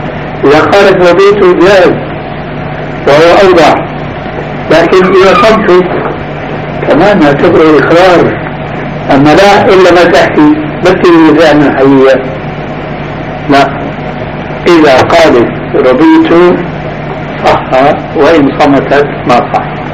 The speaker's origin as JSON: {"language": "Arabic", "town": "Damascus", "region": "Damascus Governorate", "country": "Syria", "said": "مرة صاحبني شاب دمشقي مثلي"}